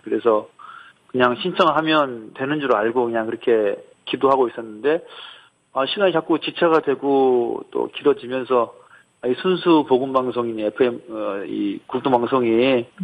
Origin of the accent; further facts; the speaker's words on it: Jeju, South Korea; 저는 원래 제주도 출신이에요. 제주도에서 태어났고 또 대학 때문에 잠깐 이제 육지로 올라왔다가 네. 다시 제주도 내려오게 됐는데 벌써 내려온 지 10년 됐다고 합니다.